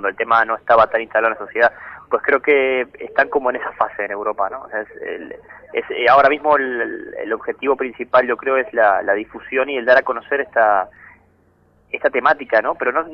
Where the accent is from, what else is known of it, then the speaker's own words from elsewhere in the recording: Uruguay; now in Spain; yo soy uruguayo pero vivo hace muchos años en España